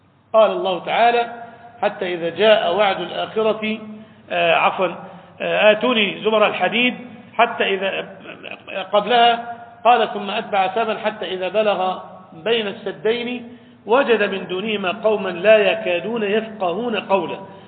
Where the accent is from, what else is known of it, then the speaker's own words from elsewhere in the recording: Egypt; عندنا في مصر في سيناء